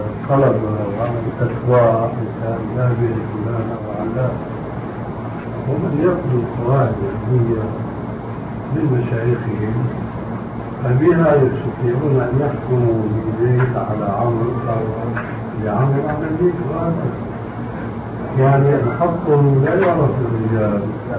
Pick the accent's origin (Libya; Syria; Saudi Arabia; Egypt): Syria; also born or lived in Albania; now in Amman, Jordan; عندنا في عمان وهو أولا ألباني وسوري مثلي